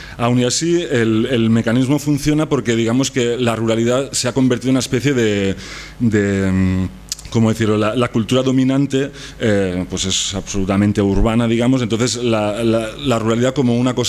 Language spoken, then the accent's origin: Spanish; Barcelona, Catalonia, Spain; yo soy de Barcelona, ¿eh?